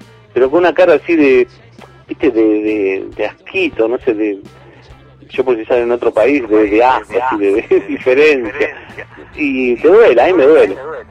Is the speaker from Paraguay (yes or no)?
no; Aldo Bonzi, Buenos Aires Province, Argentina; born there; now in Lanús, Argentina; yo empecé en Aldobonzi, que es un barrio chico donde yo nací, pero es chico, ¿viste? Es como que mantiene así, como parece un pueblo, pero está acá cerca, ¿viste? De Capital y de Lanús, donde vivo yo.